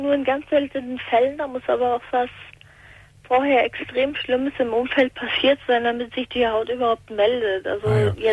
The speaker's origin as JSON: {"language": "German", "region": "Hesse", "country": "Germany", "said": "Ich komme aus der Nähe von Frankfurt."}